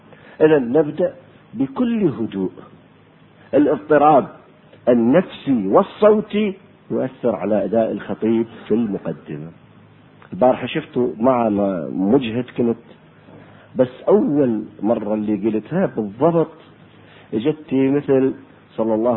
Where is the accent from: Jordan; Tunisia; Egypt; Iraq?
Iraq; accent: Iraqi; للبتلو بلهجتنا احنا العراقية ما يسموه شيناج